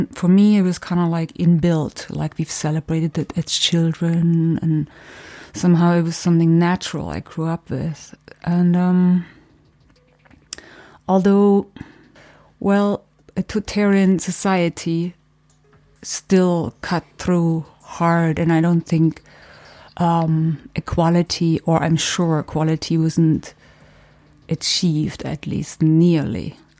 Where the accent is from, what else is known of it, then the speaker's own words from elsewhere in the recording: East Germany, Germany; English is a second language; I started out, well, I grew up in East Germany in a communist, like I'm raised communist, and I was raised in a socialist, realist kind of situation